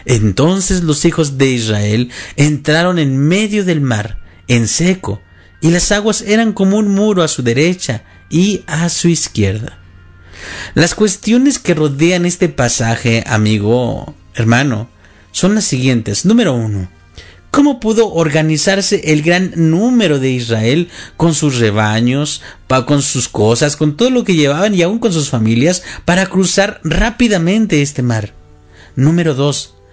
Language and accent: Spanish; Mexico; para los que somos mexicanos, una de las ciudades más grandes es el Distrito Federal